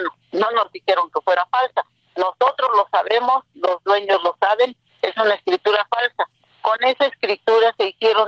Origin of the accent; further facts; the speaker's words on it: Zacacuautla, Hidalgo, Mexico; de Zacacuautla, Acasochitlán, Hidalgo. Mi pueblo es en la Sierra Norte de Hidalgo, colindando con la Sierra Norte de Puebla. Es un lugar muy propicio para lo forestal.